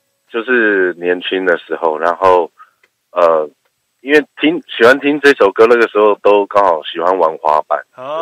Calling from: Taipei, Taiwan; 我是台北的

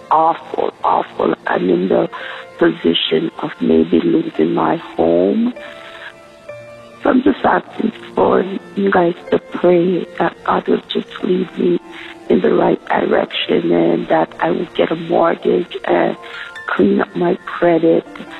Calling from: Canada; I'm calling from Canada.

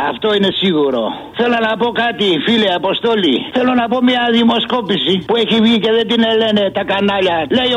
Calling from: Aigaleo, Attica, Greece; είμαι από … από το Εγάλιο.

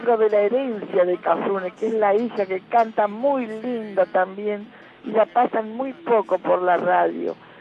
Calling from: Buenos Aires, Argentina; de Agronomía.

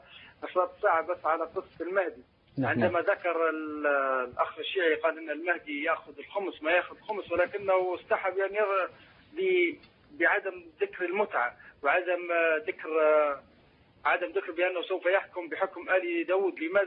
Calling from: Libya; والله في صدور الأطفال عندنا في ليبيا

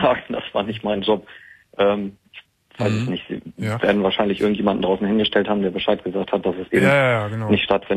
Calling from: Hamburg, Germany; Ich komme halt aus Hamburg

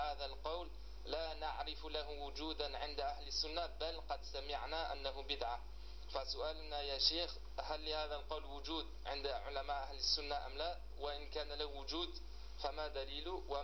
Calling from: France; أنا أخ من فرنسا، هل الوقت مناسب لسؤال؟

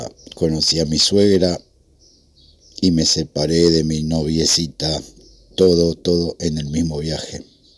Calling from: Lanús, Buenos Aires Province, Argentina; de Lanús.

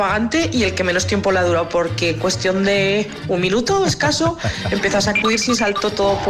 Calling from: Zaragoza, Aragon, Spain; de Zaragoza.

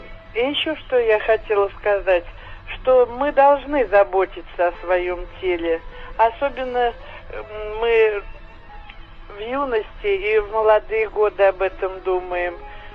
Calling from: Khimki, Moscow Oblast, Russia; Я хотела сказать, из Химах я вам звоню.

